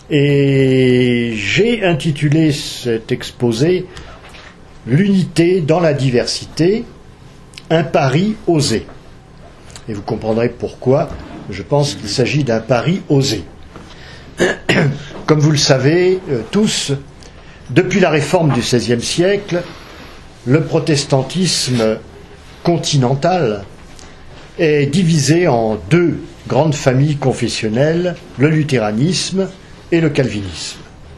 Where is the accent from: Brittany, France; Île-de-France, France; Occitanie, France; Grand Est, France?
Grand Est, France; qui est toujours en vigueur chez nous en Alsace et en Moselle